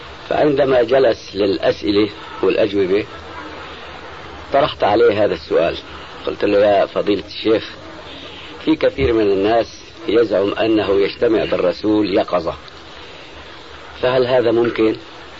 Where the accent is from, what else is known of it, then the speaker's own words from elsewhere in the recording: Aleppo, Aleppo Governorate, Syria; الشيخ عبد الله سراج عندنا في حلب